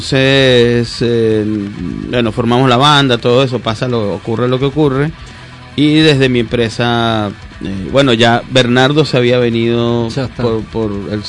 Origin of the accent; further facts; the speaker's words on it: Venezuela; now in Bogotá, Colombia; Sí, sí, desde que nos fuimos de Venezuela, Bogotá.